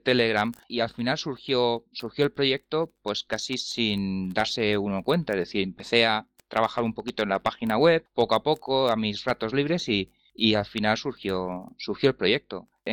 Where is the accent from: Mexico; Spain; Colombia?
Spain; somos tres españoles, Sergio, Leo y yo mismo.